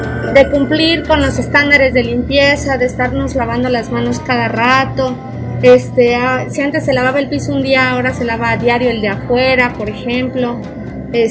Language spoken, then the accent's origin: Spanish; Mexico; creo que es parte de como mexicanos entender la situación